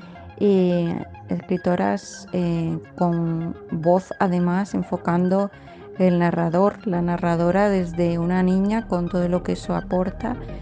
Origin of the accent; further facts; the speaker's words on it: Extremadura, Spain; Y como extremeña destacaría